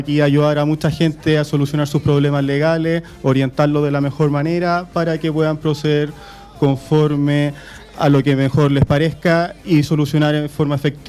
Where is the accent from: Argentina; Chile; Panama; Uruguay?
Chile; Curicó, Maule; Yo soy de Curicó, por lo tanto me siento muy cómodo acá en Puente Alto.